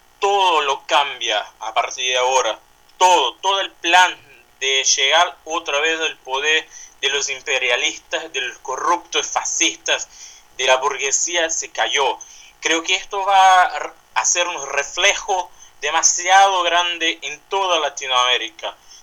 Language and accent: Spanish; Recife, Pernambuco, Brazil; Spanish is a second language; soy de Recife, una ciudad en el noreste de Brasil.